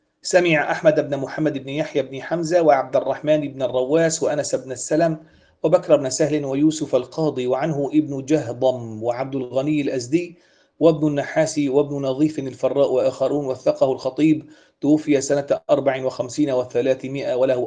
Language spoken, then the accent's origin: Arabic; Syria; عندنا في سوريا مثلا خناصرة